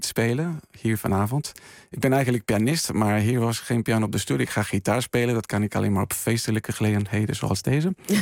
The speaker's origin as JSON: {"language": "Dutch", "country": "Spain", "tie": "born or raised there", "said": "Ik ben opgegroeid in Spanje met een flamenco-achtergrond"}